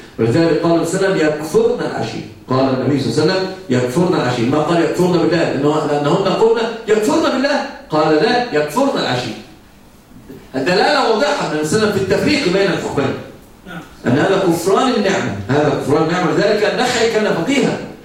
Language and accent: Arabic; Egypt; عندنا في مصر مثل يقال